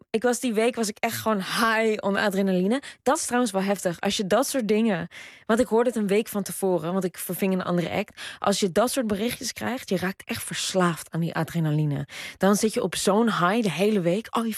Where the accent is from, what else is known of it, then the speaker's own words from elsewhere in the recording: Netherlands; ik kom uit een dorp. Dus ik hou ook heel veel van Nederland. En ik kom echt uit een idyllisch Nederlands dorp, waar ik echt met heel veel blijheid en vrijheid ben opgegroeid.